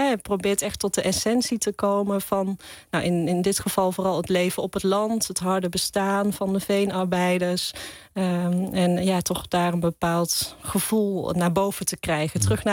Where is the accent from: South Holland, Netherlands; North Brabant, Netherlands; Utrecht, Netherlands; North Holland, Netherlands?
North Brabant, Netherlands; Zundert; allereerst kom ik uit de buurt van Zundert, het Brabantse dorpje waar Van Gogh geboren is.